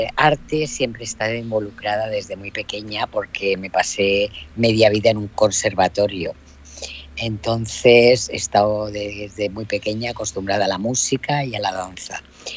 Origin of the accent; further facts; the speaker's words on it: Alicante, Valencian Community, Spain; un momento en el año 2000 que me vuelvo a Alicante, a mi tierra, porque mi madre está muy mayor